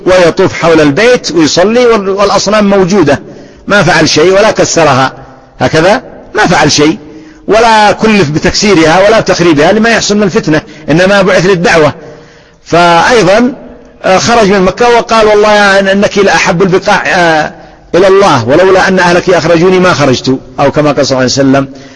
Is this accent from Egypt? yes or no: no; Sanaa, Yemen; عندنا في صنعاء